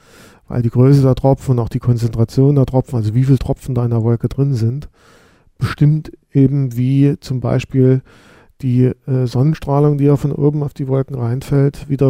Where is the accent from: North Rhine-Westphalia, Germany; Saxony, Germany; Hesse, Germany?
Saxony, Germany; born there; Ich bin gebürtiger Sachse. Ich habe allerdings einige Zeit auch zum Teil im Ausland beziehungsweise in Mainz gearbeitet.